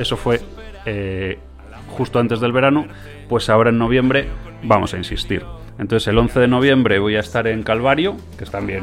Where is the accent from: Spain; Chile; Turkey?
Spain; Valladolid, Castile and León; now in Madrid, Spain; que yo soy de Valladolid y he vivido allí muchos años, aunque ya estoy aquí en Madrid hace un montón también.